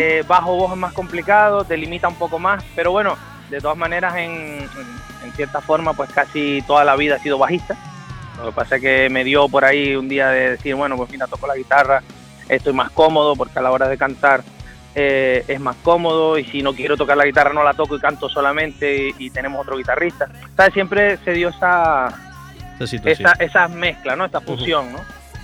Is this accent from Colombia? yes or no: no; Venezuela; Pues me crié en Venezuela y estuvimos ahí con un montón de bandas y tal, y aquí también.